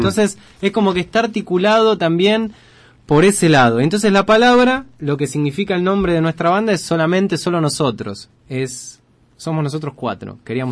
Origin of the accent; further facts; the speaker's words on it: Argentina; Es como que, claro, somos argentinos, escribimos en inglés, una Big Band de cuatro.